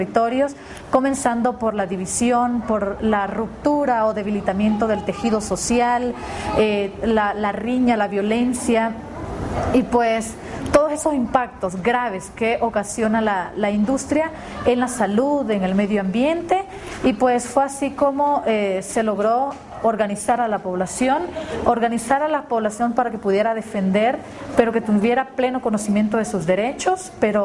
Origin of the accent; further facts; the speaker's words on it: El Salvador; soy de El Salvador